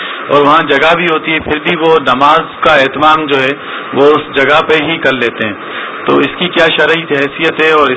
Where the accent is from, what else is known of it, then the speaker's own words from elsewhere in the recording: Hyderabad, Sindh, Pakistan; میرا تعلق حیدرآباد سے ہے.